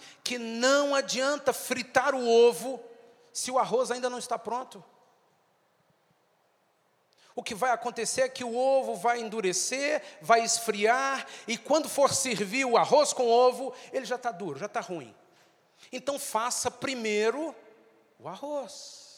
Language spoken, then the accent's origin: Portuguese; Brazil; Nós, como brasileiros, nós temos uma cultura que foi semeada desde os primeiros colonizadores do Brasil